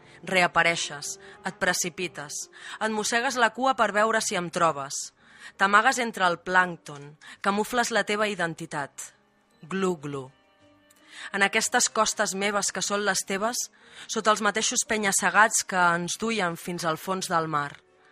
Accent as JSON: {"language": "Spanish", "town": "Palamós", "region": "Catalonia", "country": "Spain", "lives_now": "Sant Vicenç dels Horts, Spain", "said": "yo vivo en San Vicenç dels Horts, pero no hemos dicho que soy de Palamós."}